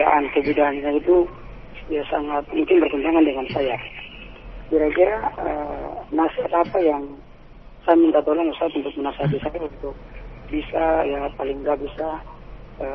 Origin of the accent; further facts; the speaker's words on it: North Maluku, Indonesia; now in Jakarta, Indonesia; Kampung saya di daerah Halmahera, Maluku Utara.